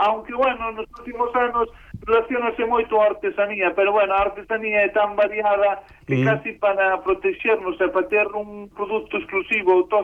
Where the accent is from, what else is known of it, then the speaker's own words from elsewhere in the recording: Mondoñedo, Galicia, Spain; na zona de onde son eu, a zona de Alfós, Mondoñedo